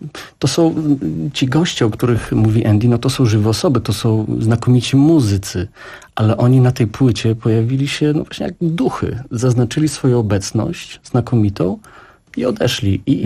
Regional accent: Białystok, Podlaskie Voivodeship, Poland; Białystok i Rzeszów. Jestem z Białegostoku, jest Rzeszowa.

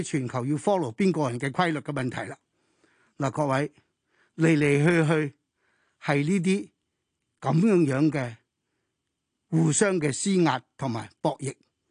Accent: China; 我哋中国大佢四倍人口，我哋中国人民嘅渴求同美国嘅渴求唔同

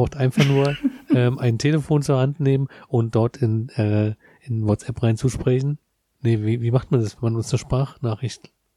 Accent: Berlin, Germany; Ich bin aus Treptow-Köpenick.

